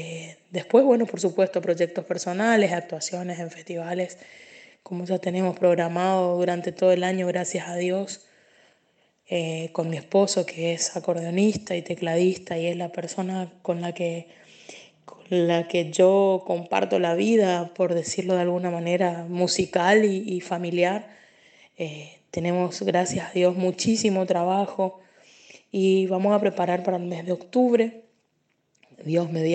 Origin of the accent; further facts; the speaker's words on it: Corrientes, Argentina; soy cantante, soy artista, soy chamamecera, soy correntina orgullosa de mi música